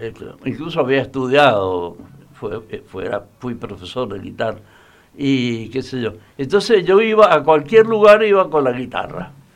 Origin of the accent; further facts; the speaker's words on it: Mendoza, Argentina; born there; Nací en Latinoamérica. De Mendoza al África, digamos, ese fue